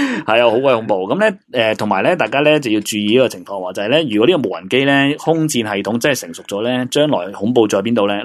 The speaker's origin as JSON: {"language": "Cantonese", "country": "Hong Kong", "said": "因为对我哋香港人嚟讲系嘛"}